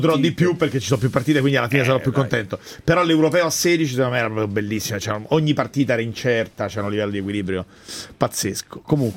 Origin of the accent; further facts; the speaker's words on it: Rome, Lazio, Italy; io sono di Roma Nord